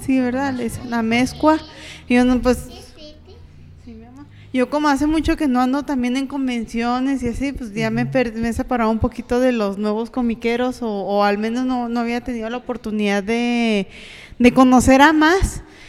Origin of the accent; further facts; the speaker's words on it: Ciudad Juárez, Chihuahua, Mexico; nos hicieron una entrevista a algunos comiqueros juarenses